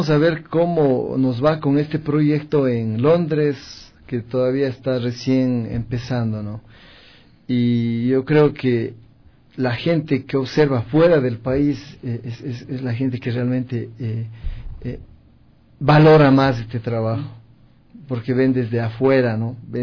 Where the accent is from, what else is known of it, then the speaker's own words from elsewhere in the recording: Mexico; moved away; Le comento que yo vine de México hace, sí, más o menos 4 años.